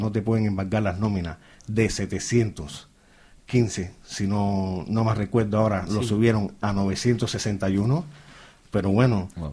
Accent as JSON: {"language": "Spanish", "region": "Catalonia", "country": "Spain", "moved": "yes", "said": "somos de Cataluña, pues no, vinimos para aquí porque los alquileres más baratos"}